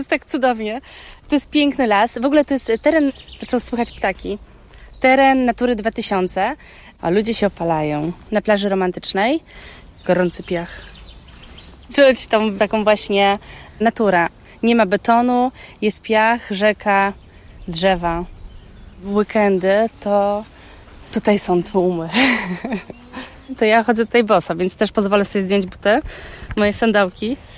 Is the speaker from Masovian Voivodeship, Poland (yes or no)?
yes; Warsaw, Masovian Voivodeship, Poland; Ja pochodzę z Woli, z blokowiska, z betonu tak zwanego.